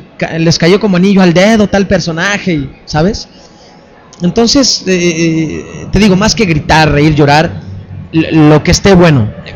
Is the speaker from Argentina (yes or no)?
no; Mexico; Se hace la mexicana porque somos el país con más poblado de América Latina, hispanoparlantes, pues.